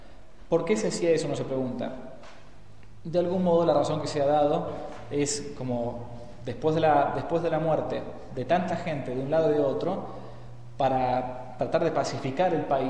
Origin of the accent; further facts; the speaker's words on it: Argentina; se asombraban que uno siendo argentino conociera de estos temas, ¿no? Allá.